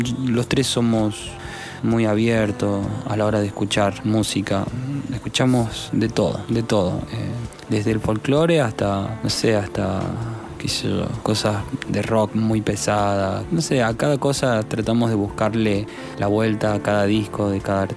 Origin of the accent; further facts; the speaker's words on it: Frías, Santiago del Estero, Argentina; Tanto Agustín como yo somos de Santiago del Estero, de Frías, precisamente.